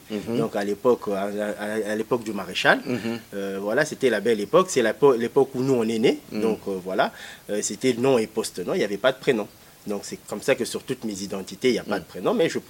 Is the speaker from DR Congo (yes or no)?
yes; DR Congo; l'argent reste dans notre circuit à nous en tant que Congolais